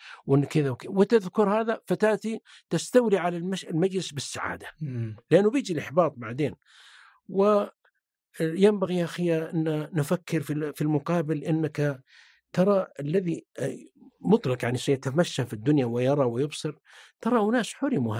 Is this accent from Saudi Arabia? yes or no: yes; south, Saudi Arabia; أنا طبعا أكبر منك سن، أنا يا أخي وأنا طفل في الجنوب والله يا أبا عمر إنه ما يجينا الأشياء والقوت وإننا نفرح بالعزيمة في القرية ولا عندنا إضاءة ولا كهرباء ولا سيارة